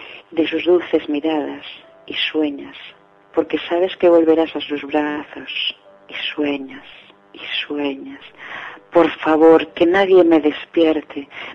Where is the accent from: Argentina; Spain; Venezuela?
Spain; Seares, Asturias; born there; donde yo nací es una aldea muy chiquitita, o sea, no hay ni siquiera biblioteca. Es una aldea, bueno, como creo que nos van a oír desde Asturias, es una aldea, se llama Seares, pertenece al concejo de Castropol, y es, o sea, una aldea muy chiquitita.